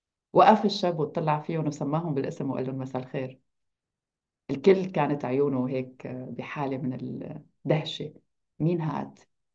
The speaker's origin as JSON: {"language": "Arabic", "town": "Tell Dara", "region": "Hama Governorate", "country": "Syria", "said": "فضيعت تل درة اللي بنتمي لها هي ضيعة"}